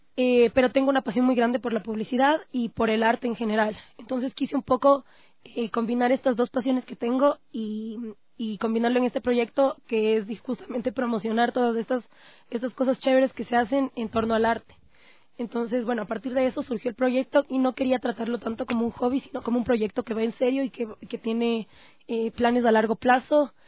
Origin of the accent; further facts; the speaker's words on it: Ecuador; nosotros como ecuatorianos podamos tener